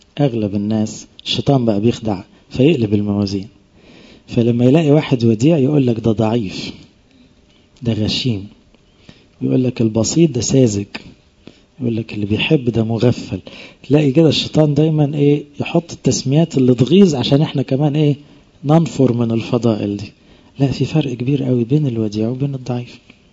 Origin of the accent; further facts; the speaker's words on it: Egypt; احنا اغلبنا كمصريين فينا الطبع ده